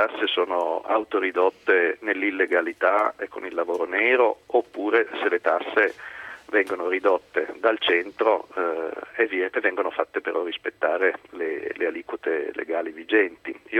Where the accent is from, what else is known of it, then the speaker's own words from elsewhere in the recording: Naples, Campania, Italy; essendo napoletano